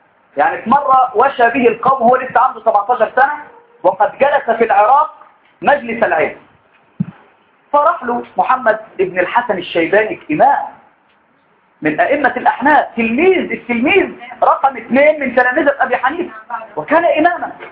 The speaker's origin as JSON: {"language": "Arabic", "country": "Egypt", "said": "بعدين لما رحتوا يعني في بلاد عندنا في مصر لهم لهجات عجيبه"}